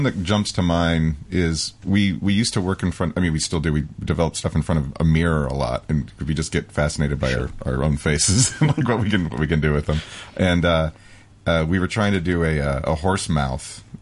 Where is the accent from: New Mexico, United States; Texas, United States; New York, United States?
New Mexico, United States; Albuquerque; We grew up in Albuquerque, New Mexico